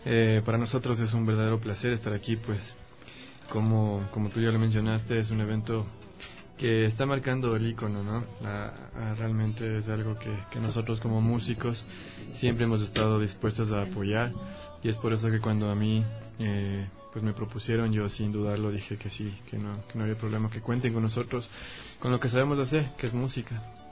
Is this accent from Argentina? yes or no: no; Quito, Pichincha, Ecuador; born there; Pues nosotros nacimos aquí en Quito